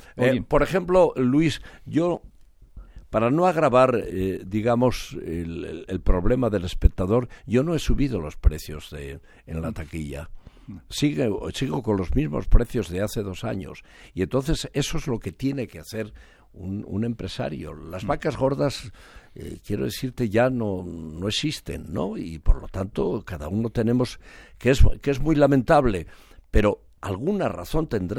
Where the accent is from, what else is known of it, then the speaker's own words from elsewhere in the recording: Spain; en realidad yo soy español. Por los cuatro costados